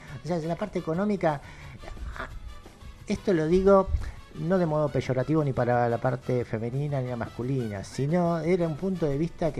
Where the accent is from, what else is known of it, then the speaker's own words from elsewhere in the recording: Buenos Aires, Argentina; yo nací en Capital, pero siempre vivimos acá. La así familia se arraigó. O sea, yo soy el primer porteño de una familia de entrerrianos. Todos entrerrianos. Entonces, cuando vinieron de Entre Ríos, yo fui el primer porteño.